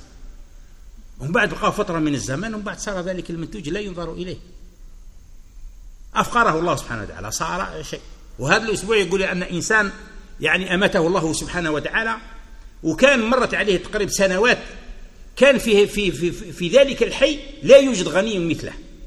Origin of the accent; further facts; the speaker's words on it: Algeria; يقول أنه كان مرة هنا عندنا في الجزائر هكذا